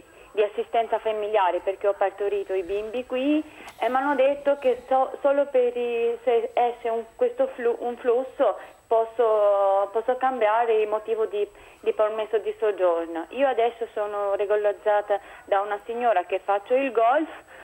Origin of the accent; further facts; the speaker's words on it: Albania; Italian is a second language; Sono albanese, sì.